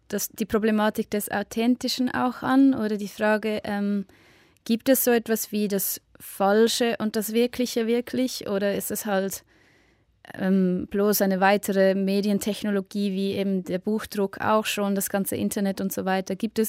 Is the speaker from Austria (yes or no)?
no; Switzerland; ich glaube, dass diese Themen umso wichtiger sind für mich als Schweizer Act quasi anzusprechen